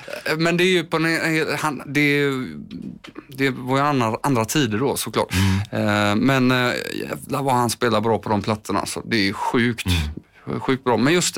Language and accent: Swedish; Landvetter, Västra Götaland County, Sweden; Och det var ju liksom i Landvetter där jag är uppvuxen